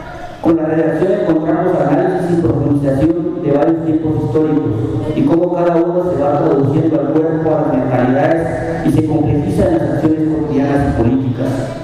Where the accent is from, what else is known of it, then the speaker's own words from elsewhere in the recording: Guatemala; vengo del pueblo de Maya Jujal, de Guatemala, donde en la actualidad somos el 70% de la población dividida en 22 pueblos mayas